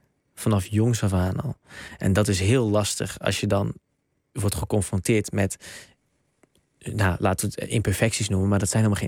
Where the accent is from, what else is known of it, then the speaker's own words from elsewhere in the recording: Netherlands; Dus ik ben zowel Nederlands helemaal cultureel als Marokkaans helemaal cultureel. Ik ben een soort van een derde ding, want ik ben ook nog eens een samensmelting tussen die twee culturen.